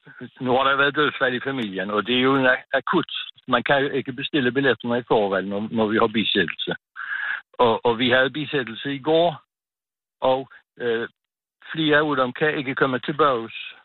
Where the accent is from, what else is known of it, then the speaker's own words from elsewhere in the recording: Capital Region of Denmark, Denmark; Og det er vi meget glade ved som bornholmere, at der er mange, der har lyst til at rejse til Bornholm